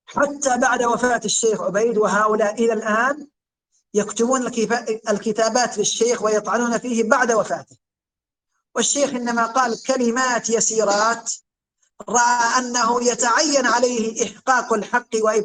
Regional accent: Yemen; عندنا في اليمن،

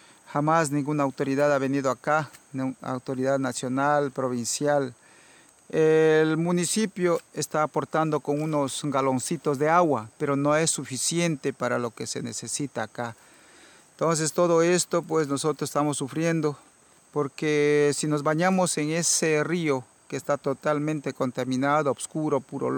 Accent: Ecuador; También somos ecuatorianos.

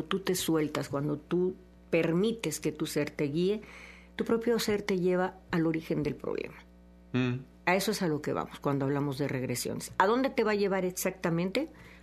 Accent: San Andrés Tuxtla, Veracruz, Mexico; yo soy, ¿no?, hija de médico y tuvimos una clínica en mi pueblo de San Andrés Tuxtla, y hasta mis 30 años de edad viví en ese ambiente de la medicina.

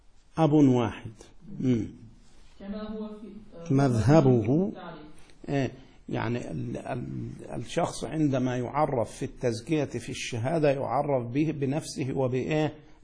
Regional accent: Egypt; أنت قزقي وأنا مصري

